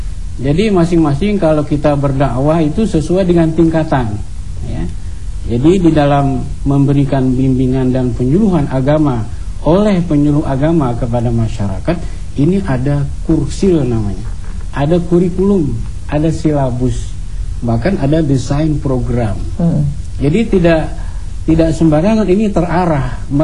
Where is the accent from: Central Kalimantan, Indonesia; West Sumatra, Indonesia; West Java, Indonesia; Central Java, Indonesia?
Central Kalimantan, Indonesia; atau di daerah saya di Kalimantan Tengah